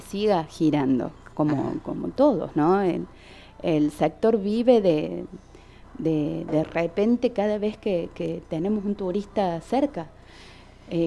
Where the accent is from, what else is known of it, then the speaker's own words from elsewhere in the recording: Quilpo, Córdoba, Argentina; Me estás hablando de esto porque soy de Quilpo